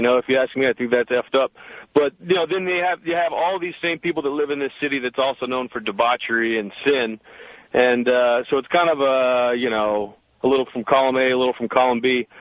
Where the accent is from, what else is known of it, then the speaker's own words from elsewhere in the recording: New Orleans, Louisiana, United States; born there; I was born in New Orleans. I got a lot of family in New Orleans.